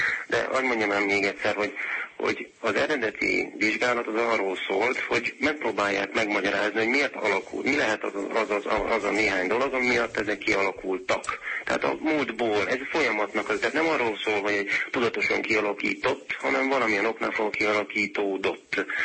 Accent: Szeged, Csongrád-Csanád, Hungary; hogyha történetesen én szegedi vagyok

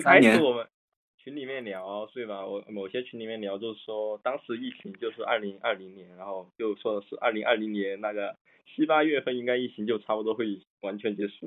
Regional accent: Chongqing, China; 作为一个重庆人，词汇真的特别少。

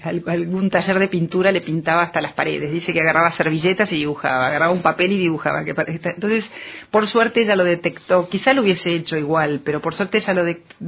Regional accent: Carlos Casares, Buenos Aires Province, Argentina; moved away as an adult; Pero mi infancia siempre fue en Carlos Casares. Yo hice mi colegio, mi primaria, mi secundaria en Carlos Casares, hasta que, bueno, como es un pueblo muy chico, no hay universidades

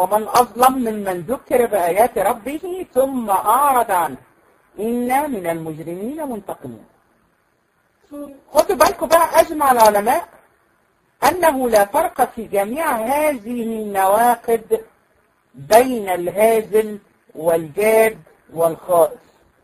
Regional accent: Egypt; لان احنا عندنا في مصر مثلا اسماء كتيره جدا

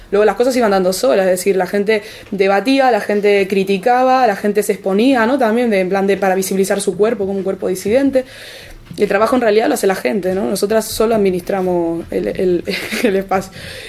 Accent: Uruguay; now in Tenerife, Spain; el 15M de Tenerife, donde yo vivo. Bueno, habrán notado que tengo un acento raro, soy de Uruguay, vivo en Tenerife, tengo una mezcla importante de acentos.

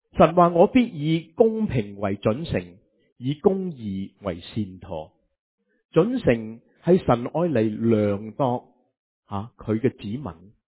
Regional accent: China; 我时时都话以色列人同埋我哋中国人系好相似。我哋中国人会话时机成熟系嘛

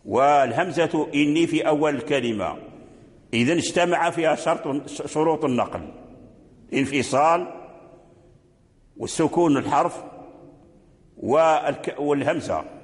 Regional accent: Morocco; إلا أننا نحن في المغرب نقرأ بوجه الإسكان

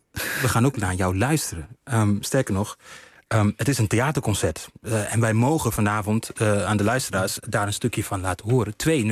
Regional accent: Uganda; Dutch is a second language; omdat ik kom uit Oeganda, Oost-Afrika.

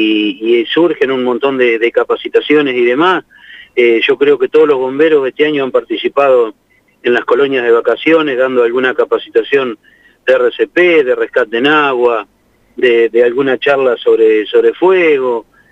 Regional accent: Riglos, Buenos Aires, Argentina; justo estaba llegando acá a Santa Rosa, yo soy de Riglo, como todos saben

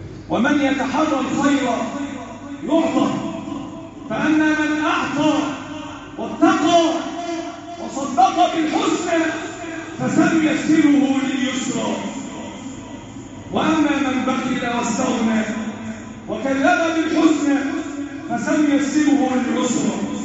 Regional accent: Egypt; احفظ بلدنا مصر

